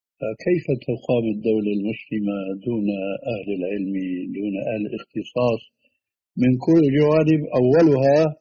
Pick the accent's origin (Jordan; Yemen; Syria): Syria; Levant; كما يقولون عندنا في الشام، نحن حاطين إيدنا على قلبنا